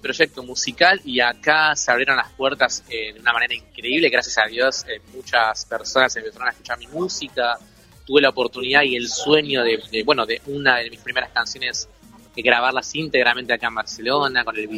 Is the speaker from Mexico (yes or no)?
no; Banfield, Buenos Aires Province, Argentina; now in Mar del Plata, Argentina; para el mundo tengo 29 y lo voy a seguir teniendo por largo tiempo más. soy de Banfield, viví gran parte de mi vida ahí, después me mudé a mi segunda ciudad, que es Mar del Plata.